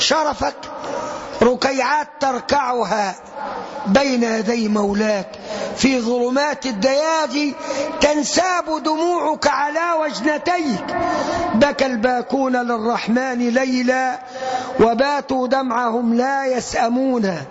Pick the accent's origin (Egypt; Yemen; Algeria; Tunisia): Egypt; 65% مننا كمصريين، وأنا طبيب بشري،